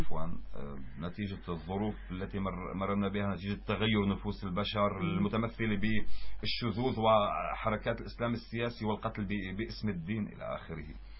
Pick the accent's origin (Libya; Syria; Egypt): Syria; كما حصل عندنا في سوريا، معروف تاريخيا.